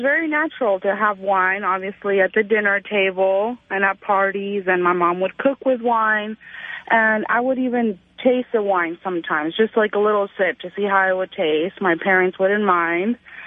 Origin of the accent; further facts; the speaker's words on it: Spain; now in United States; I'm talking about growing up in Spain.